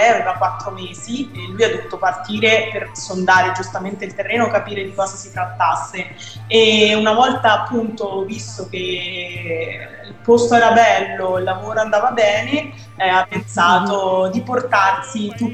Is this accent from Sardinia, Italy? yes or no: no; Scheggino, Umbria, Italy; now in Hong Kong, Hong Kong; Io vengo da un microscopico paesino del centro Italia, in Umbria, che si chiama Scheggino, un paese di 500 anime. Adesso mi trovo invece a Hong Kong, in una città che ne ha tipo 8 milioni.